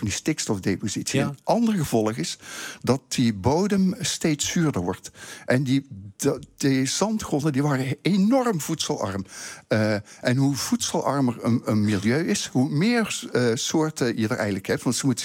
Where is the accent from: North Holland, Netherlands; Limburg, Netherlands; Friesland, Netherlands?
Limburg, Netherlands; Heerlen; Ik kom uit Heerlen, Zuid-Limburg. Hmm. En daar keek ik al naar vogels.